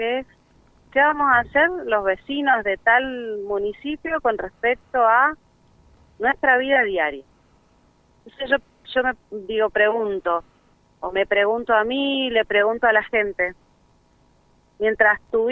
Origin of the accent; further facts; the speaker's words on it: Mendoza, Argentina; Y la verdad que como mendocinas, mendocinos, no nos debería dar vergüenza que pase eso.